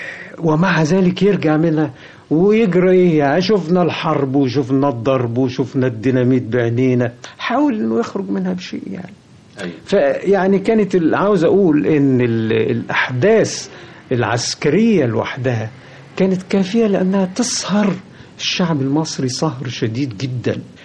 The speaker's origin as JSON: {"language": "Arabic", "country": "Egypt", "said": "أنا مصري، الله، مش معقول أن أنا يعني ما أحبش بلدي"}